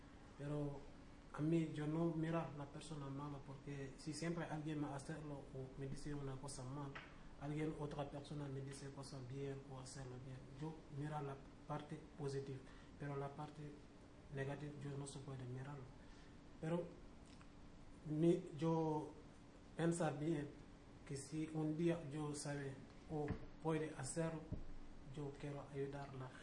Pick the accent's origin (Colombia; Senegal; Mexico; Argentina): Senegal; Spanish is a second language; now in Spain; Yo soy de Senegal.